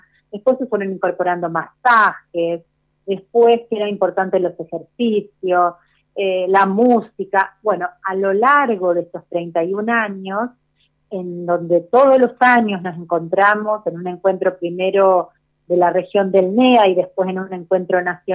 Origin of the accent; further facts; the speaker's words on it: Misiones, Argentina; yo soy de Misiones, vivo en El Prado, en Misiones.